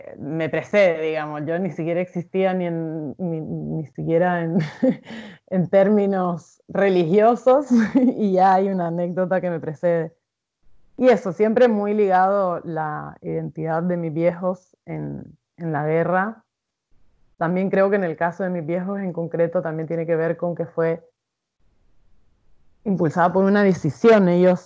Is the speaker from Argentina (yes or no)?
no; Basque Country, Spain; born there; yo nací en el País Vasco, que es donde nací, pero recalcan que fui gestada en las montañas de San Salvador. O sea, de El Salvador, perdón, en las montañas de Chalatenango